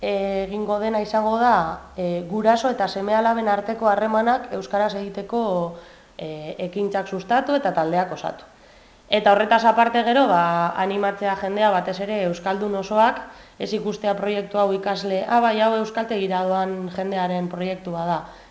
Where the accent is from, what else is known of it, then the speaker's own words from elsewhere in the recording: Barakaldo, Basque Country, Spain; ni Barakaldokoa naiz, orduan badakin nire herrian inoiz ez dudala euskaraz egingo